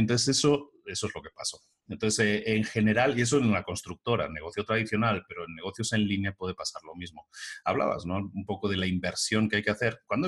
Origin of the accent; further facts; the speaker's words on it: Barcelona, Catalonia, Spain; Yo vengo de Barcelona, por ejemplo.